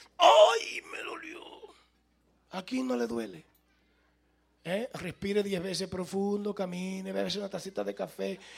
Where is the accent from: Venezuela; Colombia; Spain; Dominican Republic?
Dominican Republic; Santo Domingo; salió un avión de Nueva York para Santo Domingo, mi tierra.